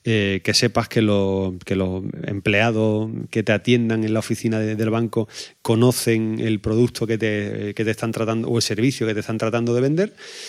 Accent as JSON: {"language": "Spanish", "region": "Andalusia", "country": "Spain", "said": "yo como andaluz estoy deseando abrazar"}